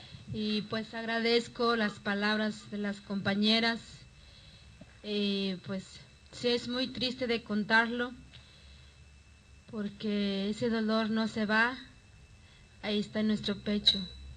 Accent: Guerrero, Mexico; Somos de Guerrero, pero no todo en un solo lugar. Venimos de diferentes regiones. Yo vengo de la montaña alta, donde se habla náhuatl, y los demás compañeros vienen de Costa Chica, donde pues hablan mixteco, mepa y tlapaneco.

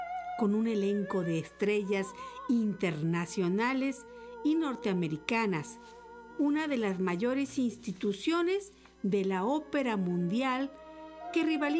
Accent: Jalisco, Mexico; Y también tenemos teatros maravillosos como en mi tierra, el Teatro Degollado.

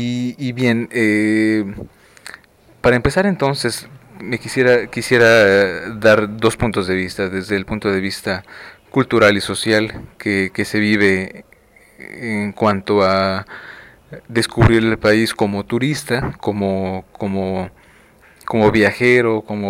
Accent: Mexico; Vietnam para mí, que yo soy mexicano, bueno, se encuentra justamente en el otro lado del mundo

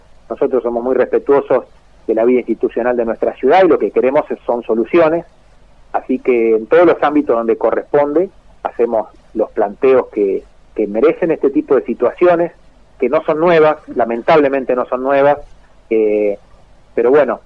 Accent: Carcarañá, Santa Fe, Argentina; nos pasan a los carcaranienses, que en este caso también somos santafesinos

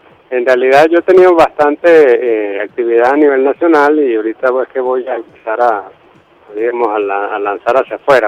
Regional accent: Maracay, Aragua, Venezuela; yo vengo de Maracay y yo estaba en Valencia haciendo una carrera de licenciado en computación

